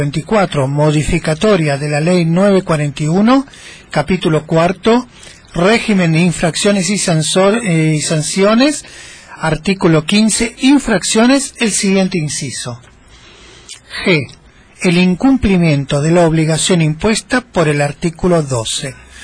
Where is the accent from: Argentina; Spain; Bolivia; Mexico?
Argentina; Pero nosotros somos argentinos, estamos acostumbrados